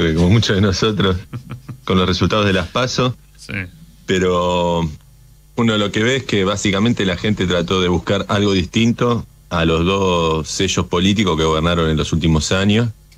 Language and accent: Spanish; Tigre, Buenos Aires Province, Argentina; Yo soy de acá de Tigre, no lo quiere nadie.